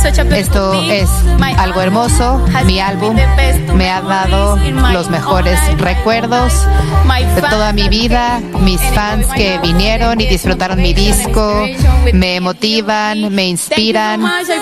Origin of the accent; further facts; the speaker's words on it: Medellín, Antioquia, Colombia; soy de Medellín, Colombia.